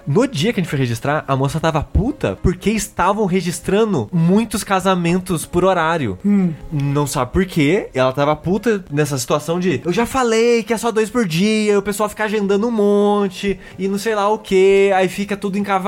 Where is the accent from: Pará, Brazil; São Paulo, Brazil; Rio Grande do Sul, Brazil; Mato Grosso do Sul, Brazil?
São Paulo, Brazil; Queluz; a minha irmã não nasceu em Queluz, que é minha cidade natal.